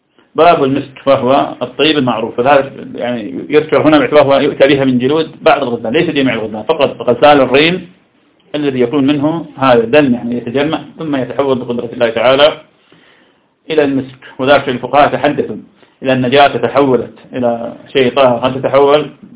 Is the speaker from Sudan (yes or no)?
no; Iraq; يقال سم في مدينتي في العراق، لا يطلقون على السم إلا بفتح السين سم